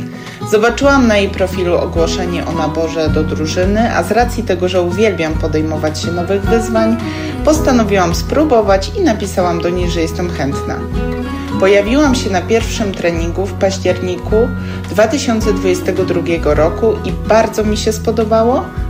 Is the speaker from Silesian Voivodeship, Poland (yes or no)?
no; Iława, Warmian-Masurian Voivodeship, Poland; now in Warsaw, Poland; Pochodzę z Iławy na Warmii i Mazurach, ale obecnie mieszkam i pracuję jako technolog kosmetyków w Warszawie.